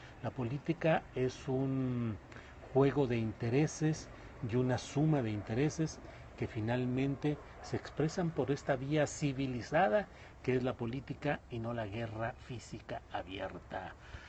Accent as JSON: {"language": "Spanish", "town": "Torreón", "region": "Coahuila", "country": "Mexico", "tie": "born or raised there", "said": "Saludos desde Durango, saludos a Durango que es colindante con mi tierra natal, que es La Laguna, que es Torreón, Coahuila."}